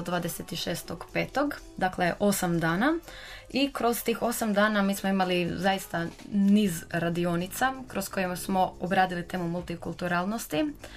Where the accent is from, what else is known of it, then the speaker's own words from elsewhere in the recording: Croatia; dolazimo iz Hrvatske, a svi žele posjetiti Hrvatsku